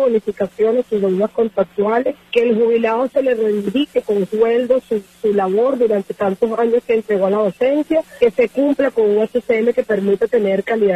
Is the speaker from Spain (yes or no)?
no; Venezuela; como ciudadanos, como venezolanos que somos.